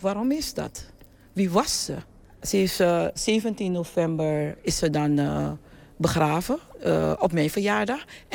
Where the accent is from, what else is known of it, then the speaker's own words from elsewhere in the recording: Suriname; Van alle kanten moesten wij die kerstening als Surinamers aanvaarden. En nu kunnen we vrij zijn dat we vanuit die Afrikaanse traditie de Afro-Surinaamse roots kunnen spreken.